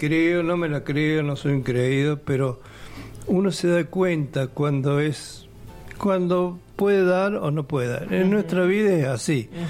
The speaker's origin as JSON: {"language": "Spanish", "region": "Córdoba", "country": "Argentina", "tie": "born there", "said": "yo nací en Córdoba Capital"}